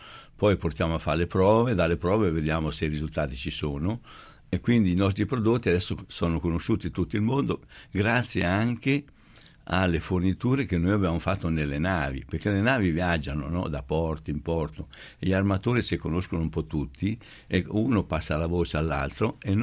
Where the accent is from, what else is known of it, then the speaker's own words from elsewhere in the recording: Marche, Italy; eravamo marchigiani, ci ha fatto questa predica.